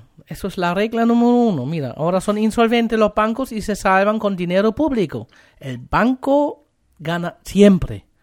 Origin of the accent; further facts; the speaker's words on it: Germany; Spanish is a second language; also born or lived in Spain; now in Chile; Yo salí de Alemania a España, de España a Chile, y puedo comparar un poquito.